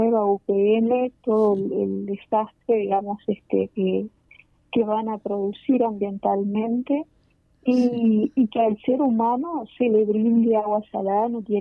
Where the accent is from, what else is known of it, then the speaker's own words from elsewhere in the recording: Uruguay; nosotros consideramos que todos somos uruguayos